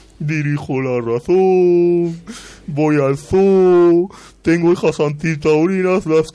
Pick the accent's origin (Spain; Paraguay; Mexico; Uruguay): Spain; yo soy muy español